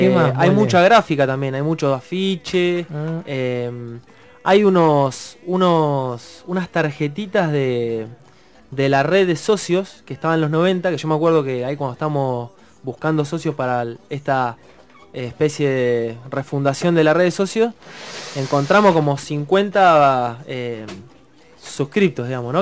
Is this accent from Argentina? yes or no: yes; Río Negro, Argentina; No, yo soy de Río Negro, de hecho, digamos